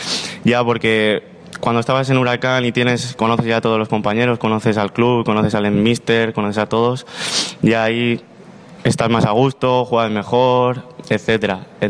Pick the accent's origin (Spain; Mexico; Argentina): Spain; Mislata, Valencian Community; Pues yo empecé en el Mislata, en el equipo de mi pueblo, y estuve ahí 7-8 años, hasta llegar a cadete.